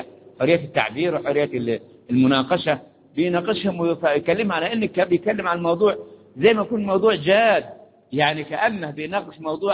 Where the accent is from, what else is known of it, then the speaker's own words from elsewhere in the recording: Egypt; قلنا احنا مصريين، فرحة هذه المصريين أهم وفرحانين بمصر بمصر